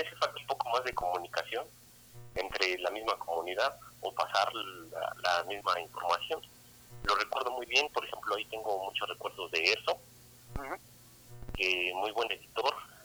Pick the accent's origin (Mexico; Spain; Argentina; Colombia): Mexico; soy de aquí de México.